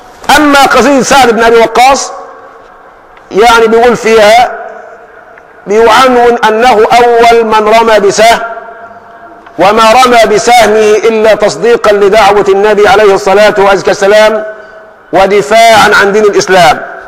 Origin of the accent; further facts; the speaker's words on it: Egypt; اللهم حول حالنا كمصريين إلى أحسن حال.